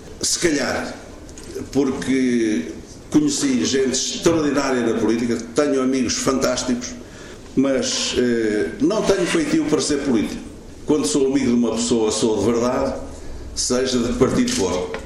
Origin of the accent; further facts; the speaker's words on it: Aveiro, Portugal; não como militante partidário, mas como aveirense, como amigo